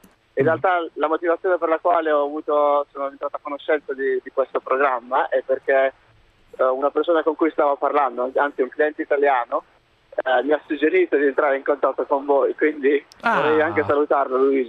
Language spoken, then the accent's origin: Italian; Apulia, Italy; now in England; Io sono pugliese, quindi anche il mare.